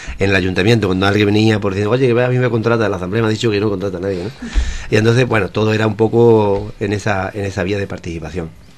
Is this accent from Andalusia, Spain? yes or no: yes; El Coronil, Andalusia, Spain; nosotros estamos a 7 kilómetros de la base americana de Morón de la Frontera, pero el pueblo más cercano es el Coroní, mi pueblo, está a 7 kilómetros en dirección recta.